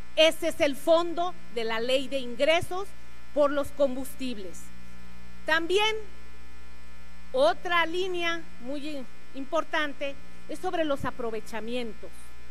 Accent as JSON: {"language": "Spanish", "town": "Coatzacoalcos", "region": "Veracruz", "country": "Mexico", "said": "Vengo orgullosamente del barrio de María de la Piedad de Coatzacoalcos, Veracruz, y ahí sabemos lo que estamos sufriendo."}